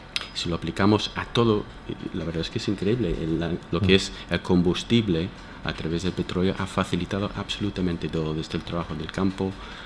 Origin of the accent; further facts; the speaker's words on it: United States; estoy pensando que yo soy de Estados Unidos, entonces estoy pensando en un galón